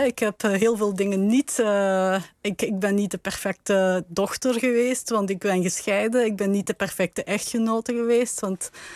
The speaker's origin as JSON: {"language": "Dutch", "region": "Limburg", "country": "Belgium", "said": "ik kom uit Belgisch Limburg met een inwonersaantal van bijna 900.000. Limburgers."}